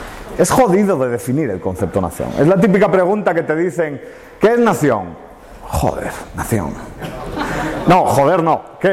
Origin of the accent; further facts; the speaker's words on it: Spain; Y eso es un problema que como españoles tenemos, ¿no?